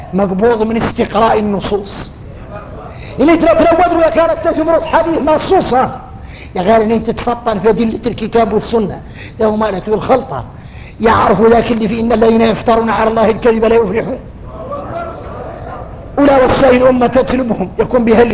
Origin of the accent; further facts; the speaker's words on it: Mauritania; احنا ارك موريتاني